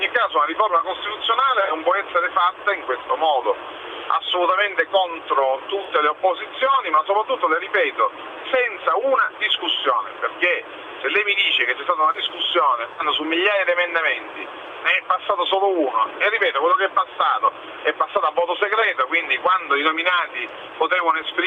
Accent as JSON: {"language": "Italian", "region": "Sicily", "country": "Italy", "said": "io sono siciliano"}